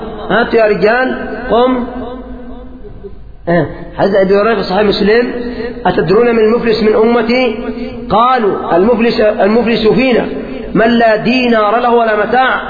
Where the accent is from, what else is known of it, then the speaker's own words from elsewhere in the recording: Yemen; خصوصا عندنا في اليمن